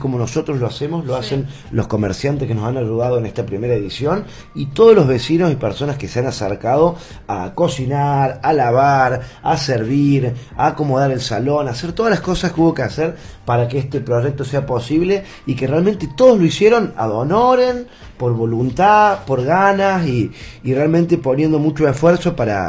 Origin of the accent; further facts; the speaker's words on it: Cosquín, Córdoba, Argentina; Yo soy nacido y criado acá en Cosquín.